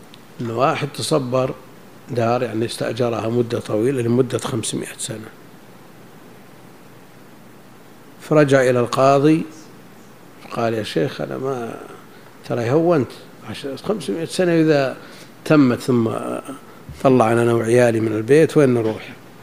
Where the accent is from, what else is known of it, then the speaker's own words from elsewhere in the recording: Najd, Saudi Arabia; مثل هذا كان موجود عندنا في نجد